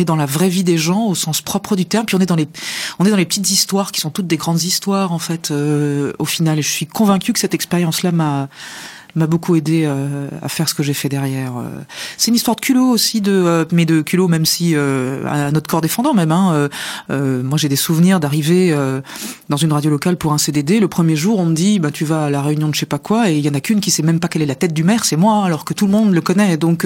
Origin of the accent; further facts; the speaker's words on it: Nancy, Grand Est, France; parce que je venais de Nancy, que je faisais du sport à Nancy